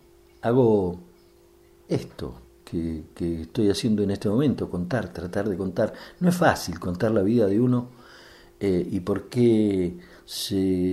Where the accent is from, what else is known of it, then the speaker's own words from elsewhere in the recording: El Bolsón, Río Negro, Argentina; born there; Nací en el Bolsón